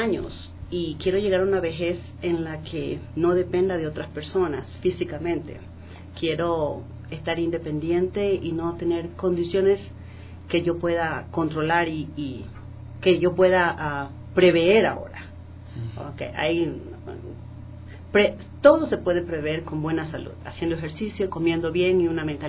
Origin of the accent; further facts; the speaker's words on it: Rocafuerte, Esmeraldas, Ecuador; moved away; Yo vengo cada 2 años al Ecuador. Yo soy de Rocafuerte, Esmeralda, un pueblito bien al norte de Esmeralda. Y para mí es como muy, muy necesario llegar a Ecuador.